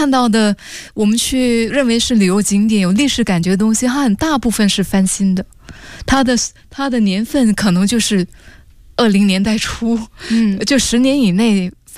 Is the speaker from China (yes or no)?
no; Singapore; 我是新加坡人啊